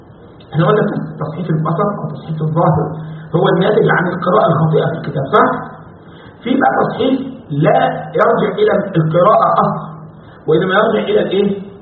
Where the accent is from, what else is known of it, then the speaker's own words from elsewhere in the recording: Egypt; عندنا في مصر يقول لك يا بخت منظره خفيف